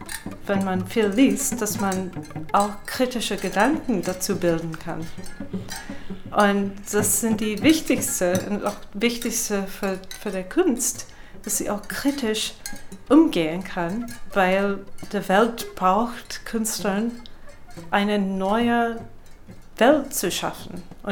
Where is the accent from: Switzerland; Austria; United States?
United States; German is a second language; now in Berlin, Germany; Als Amerikanerin, ich bin mit ständig Werbung aufgewachsen.